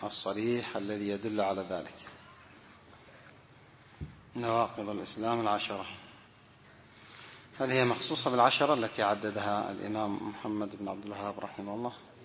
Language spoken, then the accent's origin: Arabic; Yemen; هذا من أجهل الناس، موجود عندنا في اليمن